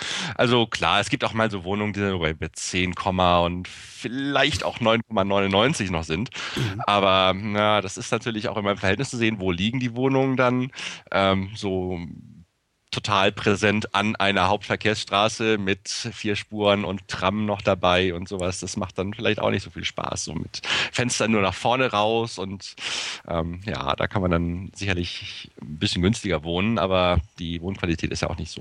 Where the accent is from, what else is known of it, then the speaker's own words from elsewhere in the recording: Hamburg, Germany; Ich bin bislang immer nur in Hamburg aufgewachsen.